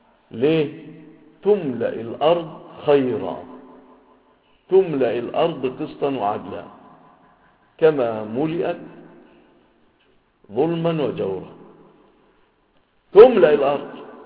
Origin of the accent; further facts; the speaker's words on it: Egypt; ووجد في بلادنا مصر